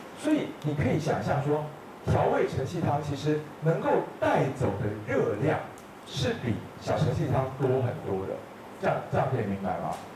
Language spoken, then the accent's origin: Chinese; Taiwan